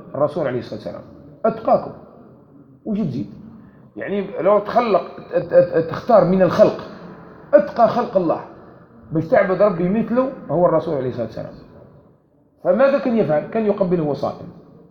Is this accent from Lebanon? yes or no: no; Algeria; كما كان معروف عندنا في الجزائر قديما